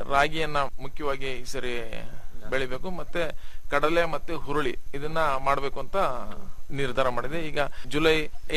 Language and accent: Kannada; Shribidre, Karnataka, India; ನಂದು ಶ್ರೀಬಿದ್ರೆ ಅಂತ ಹೇಳ್ಬಿಟ್ಟು, ಕಡೂರು ತಾಲೂಕು ಸಕರೆಪಟ್ಟಣ ಹೋಬಳಿ.